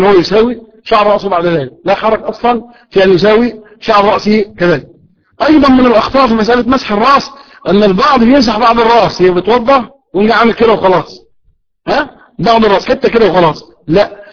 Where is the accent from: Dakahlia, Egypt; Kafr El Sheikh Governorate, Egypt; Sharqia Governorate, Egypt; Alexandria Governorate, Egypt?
Kafr El Sheikh Governorate, Egypt; قلت له انا من كفر الشيخ.